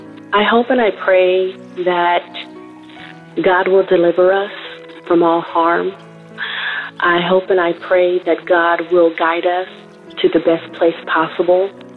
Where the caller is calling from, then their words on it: California, United States; I'm calling from California